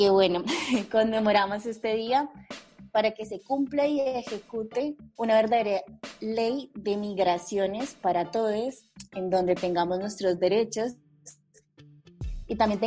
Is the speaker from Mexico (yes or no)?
no; Colombia; moved away; porque justamente somos migrantes, yo soy de Colombia